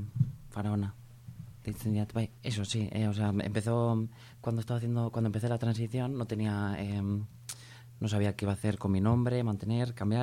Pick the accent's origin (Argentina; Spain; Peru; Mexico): Spain; Errenteria, Basque Country; Soy una chica de Orereta.